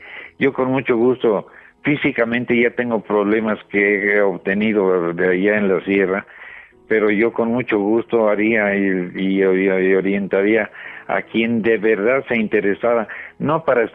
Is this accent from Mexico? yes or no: yes; Mexico; le comunico que me siento honrado como mexicano